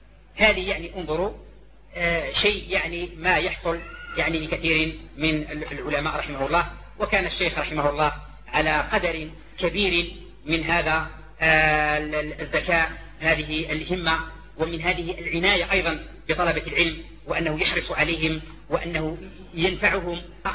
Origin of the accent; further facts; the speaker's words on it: Algeria; ونحن دعاة من الجزائر